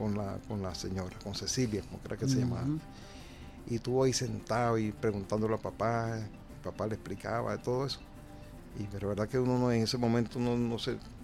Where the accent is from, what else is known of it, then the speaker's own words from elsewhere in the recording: Valle de San Juan, Nueva Esparta, Venezuela; Valle de San Juan, que es, es prácticamente el ícono del pueblo mío, del Valle de San Juan, municipio Díaz